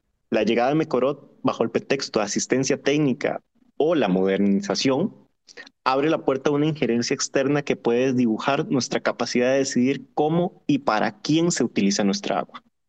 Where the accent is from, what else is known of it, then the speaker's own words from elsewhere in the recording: Costa Rica; Como costarricense sé que mi tierra es bastante bendecida